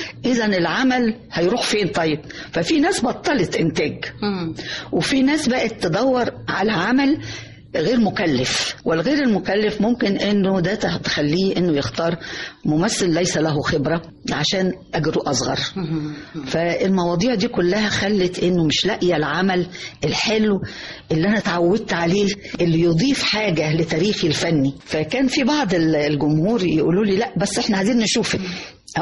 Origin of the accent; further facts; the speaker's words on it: Egypt; إنه إحنا كمصريين طبعا كنا أساس الفن العربي